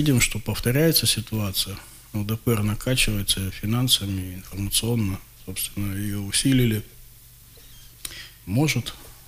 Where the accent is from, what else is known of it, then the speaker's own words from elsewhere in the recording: Krasnoyarsk, Krasnoyarsk Krai, Russia; как гражданин России, как красноярец, которому не безразлична судьба родного города